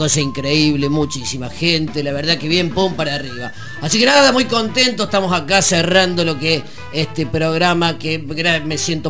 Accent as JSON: {"language": "Spanish", "town": "Unquillo", "region": "Córdoba", "country": "Argentina", "tie": "born there", "said": "yo no soy de esta ciudad. Yo soy nacido en Unquillo, en una ciudad chiquitita de la ciudad de Córdoba."}